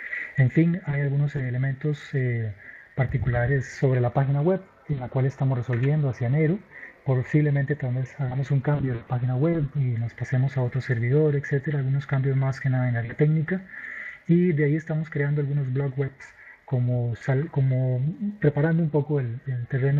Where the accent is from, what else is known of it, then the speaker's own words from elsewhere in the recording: Alajuela, Costa Rica; Alajuela, que es donde mi ciudad natal